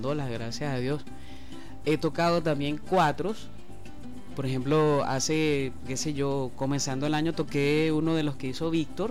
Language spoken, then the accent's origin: Spanish; Venezuela; muy personalmente como venezolana